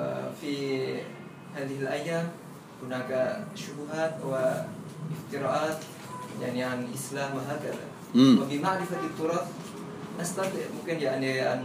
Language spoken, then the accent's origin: Arabic; Indonesia; Arabic is a second language; now in Cairo, Egypt; من إندونيسيا.